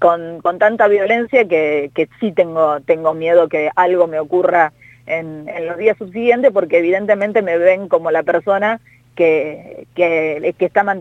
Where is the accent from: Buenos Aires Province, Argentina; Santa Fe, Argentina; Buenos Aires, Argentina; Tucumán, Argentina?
Santa Fe, Argentina; Rosario; yo soy rosarina